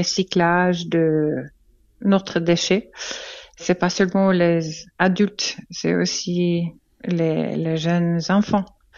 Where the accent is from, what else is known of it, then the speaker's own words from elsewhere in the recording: Switzerland; French is a second language; On fait quoi avec le batterie chez nous en Suisse?